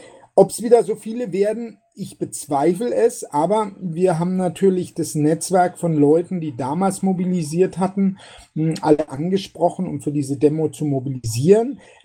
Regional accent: Berlin, Germany; weil es würde uns auf alle Fälle als Berliner auch sehr gut tun

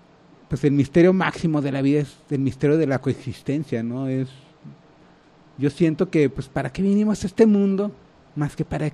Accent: Guadalajara, Jalisco, Mexico; somos mexicanos, somos guadalajareños

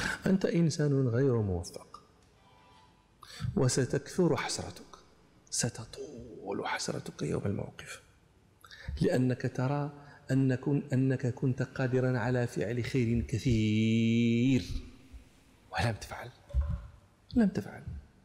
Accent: Morocco; مثلا عندنا في المغرب مثلا يقولون

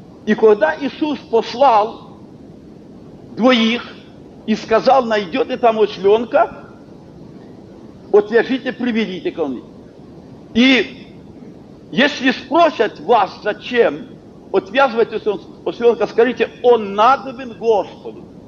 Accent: Kharkiv, Kharkiv Oblast, Ukraine; мы родом с Харькова, люди были рабочие

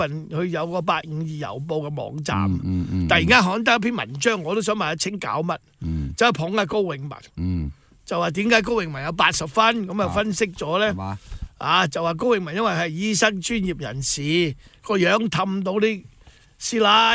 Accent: Guangdong, China; 我们广东人说走鸡走鸡就这样就走了鸡嘛

